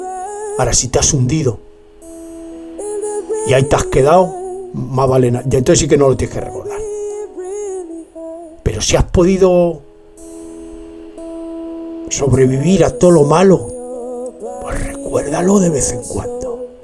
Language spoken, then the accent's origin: Spanish; Spain; Soy, claro que soy español, hombre. Me se nota. Además, es que me se nota. Me se nota que soy español. En cuanto me oís hablar, es español.